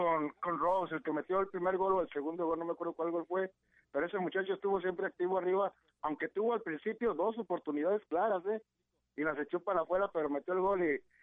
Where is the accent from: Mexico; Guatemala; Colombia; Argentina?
Mexico; nosotros como mexicanos o como latinos, que a mí no me gusta usar esa palabra, latinos